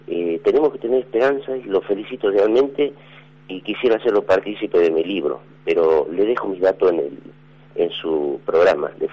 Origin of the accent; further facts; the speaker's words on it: Perico, Jujuy, Argentina; born there; now in Buenos Aires, Argentina; Nací en Jujuy, Perico, donde cantó el peronismo, 98% año 73.